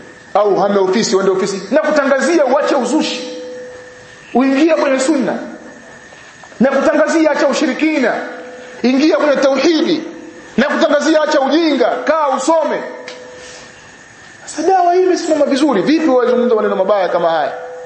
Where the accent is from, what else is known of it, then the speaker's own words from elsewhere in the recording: Kigoma, Tanzania; Mimi nimetoka Kigoma mwanafunzi. Kigoma kuna vigogo, mashehe.